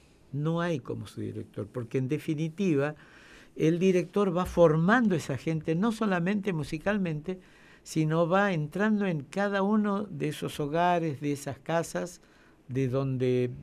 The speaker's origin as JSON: {"language": "Spanish", "region": "Santiago del Estero", "country": "Argentina", "said": "por mi lugar geográfico, de donde vengo"}